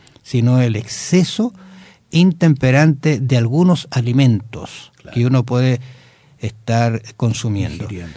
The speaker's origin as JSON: {"language": "Spanish", "town": "Osorno", "region": "Los Lagos", "country": "Chile", "tie": "born there", "said": "una ciudad donde nací, en Osorno, al sur de Chile."}